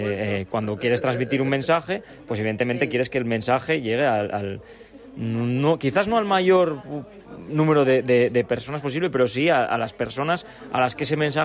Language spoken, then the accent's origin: Spanish; Gijón, Asturias, Spain; porque soy gijonés, la verdad